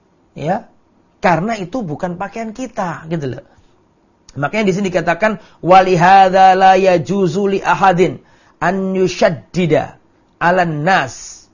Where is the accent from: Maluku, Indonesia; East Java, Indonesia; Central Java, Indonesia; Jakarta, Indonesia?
East Java, Indonesia; Lamongan; Saya di desa misalnya, di desa saya Lamongan misalnya, saya sholat, orang sana adatnya adalah memakai sarung sama pakai baju sama songkok.